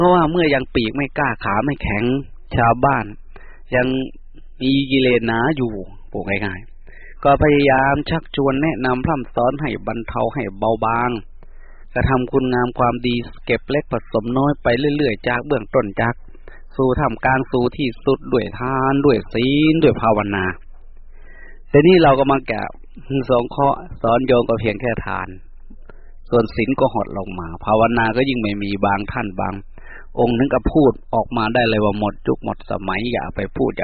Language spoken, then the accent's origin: Thai; Isan, Thailand; พูดภาษาบ้านเราอีสาน